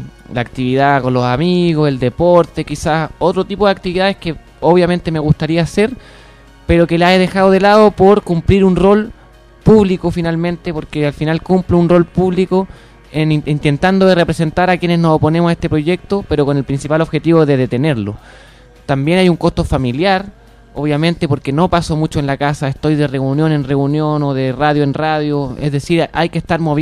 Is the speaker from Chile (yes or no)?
yes; Chile; me estoy endeudando como todo chileno.